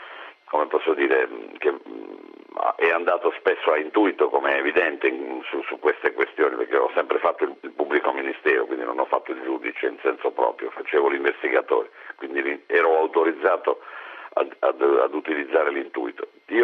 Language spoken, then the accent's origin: Italian; Apulia, Italy; sono le cose che mi hanno generato, che mi hanno dato entusiasmo, che sono la mia terra, la mia regione.